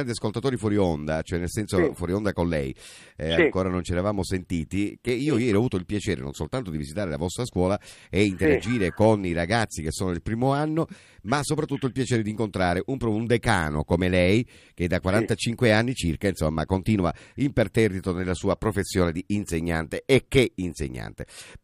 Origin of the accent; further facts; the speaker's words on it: Sicily, Italy; non da siciliano, ma anche per noi siciliani